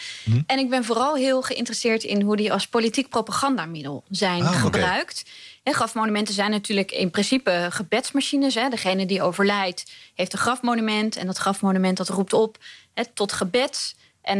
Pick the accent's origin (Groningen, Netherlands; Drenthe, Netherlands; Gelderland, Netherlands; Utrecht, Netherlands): Utrecht, Netherlands; Dat en lekker in de buurt, want ik kom uit Utrecht.